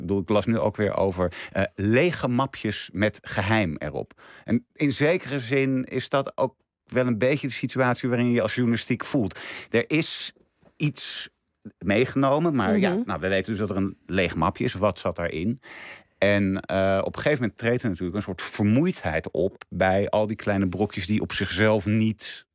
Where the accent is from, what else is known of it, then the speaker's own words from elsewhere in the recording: Netherlands; omdat wij ons als Nederlanders verbeelden dat we eigenlijk een soort Amerikanen zijn.